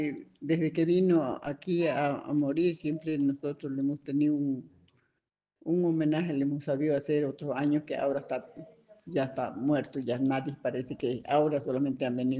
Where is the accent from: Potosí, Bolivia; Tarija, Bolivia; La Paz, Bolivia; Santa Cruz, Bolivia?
Santa Cruz, Bolivia; La Higuera; Sí, yo soy nacida y criada en La Higuera.